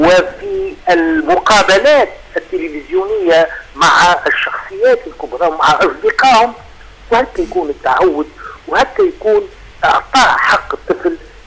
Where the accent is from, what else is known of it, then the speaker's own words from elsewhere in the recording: Tunisia; accent: Tunisian; لما أنا أعتز بتونس نعتز أيضا باللغة ونعتز باللهجة نفسها، لهجتي العامية اللي فيها كثير من الكلمات العربية، واللهجة الدارجة التونسية